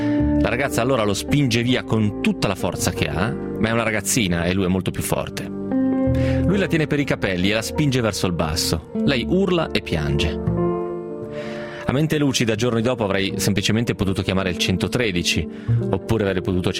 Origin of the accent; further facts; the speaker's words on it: Piedmont, Italy; essendo piemontese anch'io, non so se Zarro è solo dalle parti nostre.